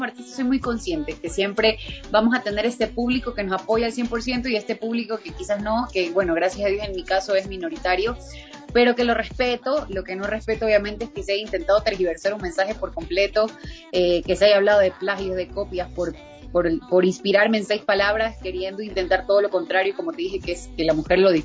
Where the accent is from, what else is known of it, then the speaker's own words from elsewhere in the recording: Ecuador; como mujer, como artista ecuatoriana, son cosas que te tocan